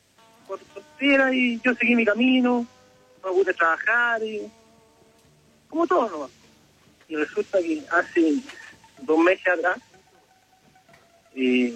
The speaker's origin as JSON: {"language": "Spanish", "town": "Viña del Mar", "region": "Valparaíso", "country": "Chile", "said": "Y bueno, yo soy de Viña. O sea, todos somos allá."}